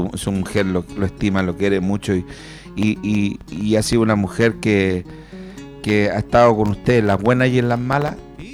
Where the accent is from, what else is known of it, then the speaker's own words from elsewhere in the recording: Puente Alto, Santiago Metropolitan, Chile; born there; Yo soy nacido en Puente Alto, pero mi madre para llegar a Puente Alto recorrió muchos lugares para situarse en una toma en la Pedro Aguirre Cerda, de donde yo nací.